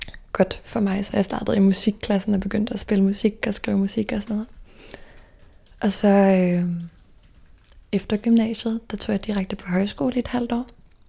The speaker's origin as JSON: {"language": "Danish", "town": "Stevns", "region": "Zealand", "country": "Denmark", "tie": "born or raised there", "moved": "as an adult", "said": "Og jeg voksede op på Stævns. Og der har jeg faktisk boet i det samme lille orange hus hele mit liv, indtil jeg flyttede til København som 19-årig. Og så har jeg gået i folkeskole på Stævns også."}